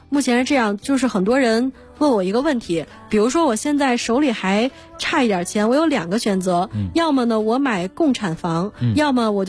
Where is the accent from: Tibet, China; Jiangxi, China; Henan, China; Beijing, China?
Beijing, China; 比如说咱们北京人